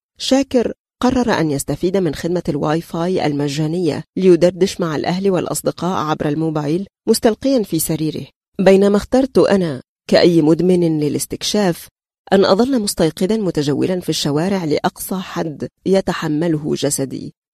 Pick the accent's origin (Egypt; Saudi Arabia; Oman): Egypt; accent: Egyptian; لا يبدو أحد هنا مندهشا من لهجتي المصرية